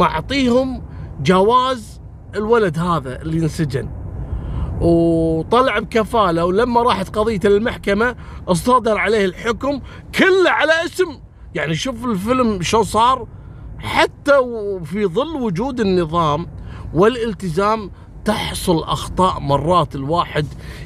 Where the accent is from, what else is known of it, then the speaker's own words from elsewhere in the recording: Kuwait; عندنا في الكويت